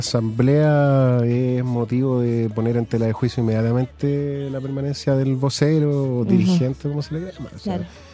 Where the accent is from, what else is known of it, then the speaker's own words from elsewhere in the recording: Chile; Como chilenos, sabemos que no es así.